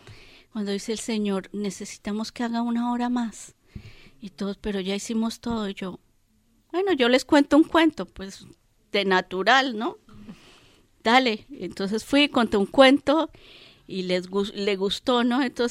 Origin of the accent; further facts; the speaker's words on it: Bogotá, Colombia; moved away as an adult; also born or lived in Bolivia; Yo salí como artesana de Bogotá y llegué a Bolivia